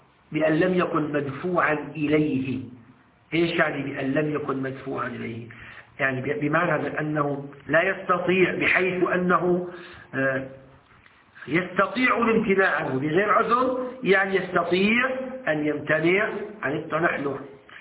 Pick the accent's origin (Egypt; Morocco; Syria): Syria; احنا بنسميه عندنا في الشام الدشاء